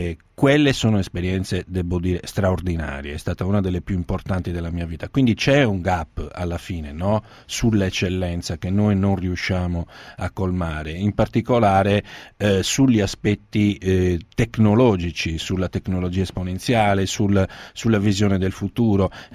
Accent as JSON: {"language": "Italian", "region": "Sardinia", "country": "Italy", "said": "da dove vieni? E io: dalla Sardegna, sto cominciando questo lavoro"}